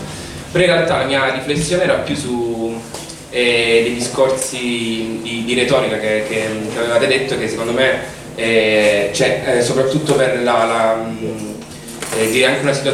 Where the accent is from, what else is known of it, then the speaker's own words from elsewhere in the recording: Taranto, Apulia, Italy; da Tarantino